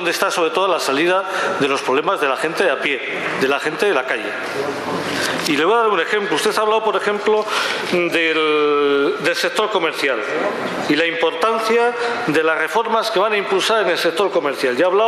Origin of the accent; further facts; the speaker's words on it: Basque Country, Spain; por ejemplo en mi país, especialmente en Euskal Herria